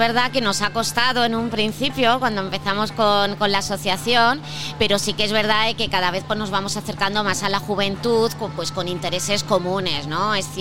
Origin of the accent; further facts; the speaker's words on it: Alcalá de Henares, Community of Madrid, Spain; principalmente trabajamos en Alcalá de Henares, ¿no? Porque, bueno, pues somos de aquí, somos del barrio, ¿no?